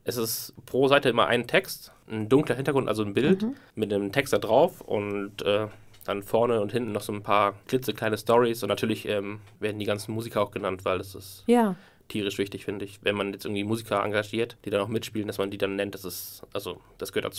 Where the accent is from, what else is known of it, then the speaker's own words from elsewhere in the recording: Bremen, Germany; Ein ursprünglicher Bremer wie ich auch, also Bremen-Norder, sag mal so. Ich komme auch aus der Nähe von Bremen.